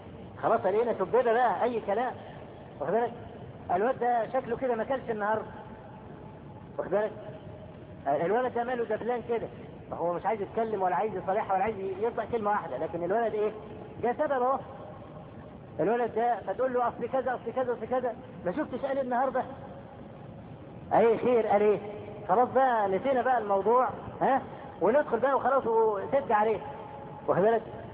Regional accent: Egypt; وإحنا كمصريين أسد

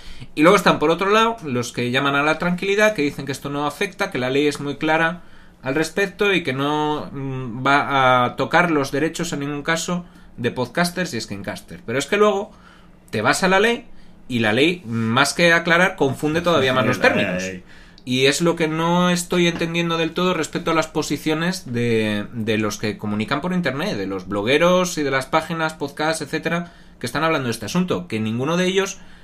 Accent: Asturias, Spain; Claro, como somos asturianos hay que meter premio Príncipe de Asturias.

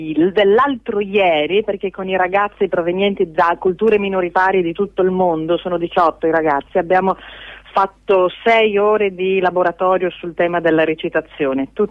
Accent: Gorizia, Friuli-Venezia Giulia, Italy; also born or lived in Trieste; io sono di Gorizia, nata a Trieste

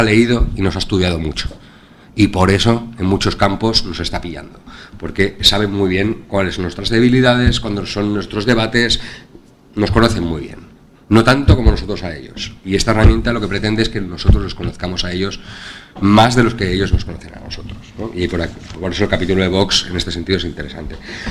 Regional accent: Valencian Community, Spain; Como valenciano, creo, igual es porque soy valenciano

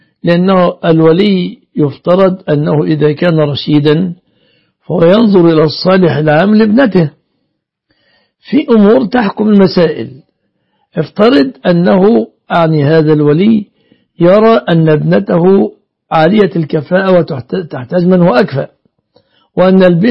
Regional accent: Egypt; إن عندنا في مصر جاءت بنت من أسرة مطرفة

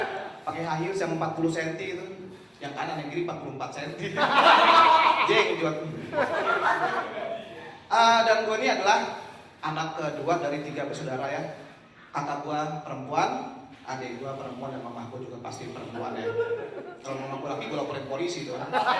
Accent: Bekasi, West Java, Indonesia; gue dari Bekasi

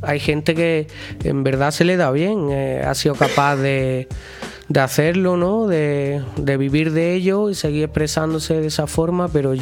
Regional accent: Belicena, Andalusia, Spain; Yo soy de Belicena, que es un pueblo colindante con Santa Fe, de donde es el de Fe Fuente.

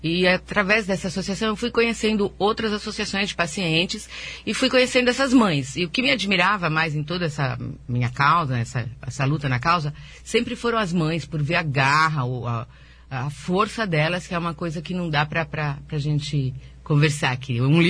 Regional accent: São Paulo, Brazil; eu viajei para 4 estados fora de São Paulo, que eu sou de São Paulo

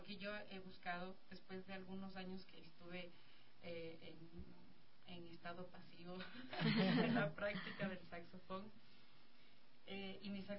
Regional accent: Cotacachi, Imbabura, Ecuador; now in Quito, Ecuador; Los dos somos de Cotacachi y vinimos acá en busca de un camino. Bueno, yo siempre quise venir a vivir a Quito

